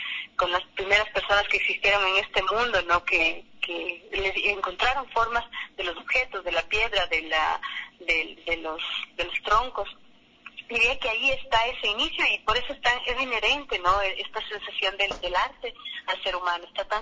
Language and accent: Spanish; Ecuador; nosotros como cultura, como ecuatorianos, tenemos varias, las muñecas de trapo